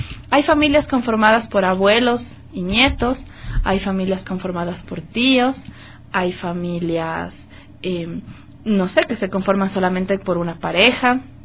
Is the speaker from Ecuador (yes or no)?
yes; Ecuador; tenemos además el deber como ciudadanos ecuatorianos